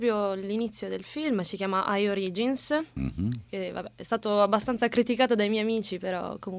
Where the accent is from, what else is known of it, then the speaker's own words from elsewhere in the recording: Bari, Apulia, Italy; ho 23 anni, e sono di Bari.